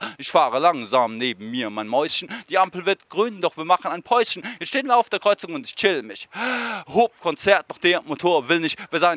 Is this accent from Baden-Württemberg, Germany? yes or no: yes; Mannheim, Baden-Württemberg, Germany; born there; now in Berlin, Germany; Und ich komme aus Berlin, berufstätig, und bin in Mannheim allerdings geboren.